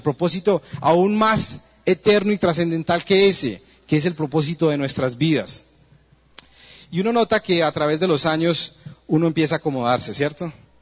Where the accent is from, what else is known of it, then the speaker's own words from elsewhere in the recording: Colombia; born there; ¿por qué nacimos en Colombia? ¿Por qué nacimos en la ciudad que nacimos?